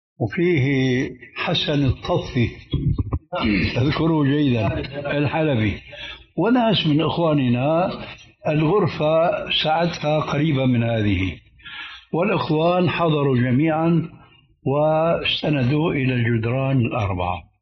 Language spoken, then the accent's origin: Arabic; Syria; فقد وجد شيخ عندنا في سوريا